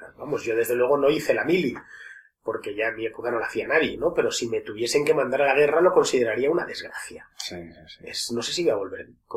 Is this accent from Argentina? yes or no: no; Spain; aunque no queramos serlo, somos españoles, y no hay más, y no pasa nada por serlo.